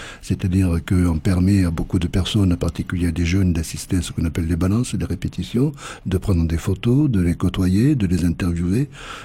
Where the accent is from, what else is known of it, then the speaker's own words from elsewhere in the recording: Occitanie, France; Je ne suis pas originaire de Saint-Gaudens, je suis originaire du Lauragais.